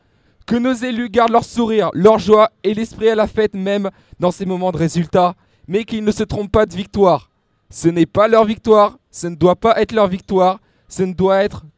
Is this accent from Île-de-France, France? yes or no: yes; Pontoise, Île-de-France, France; donc je viens de Pontoise.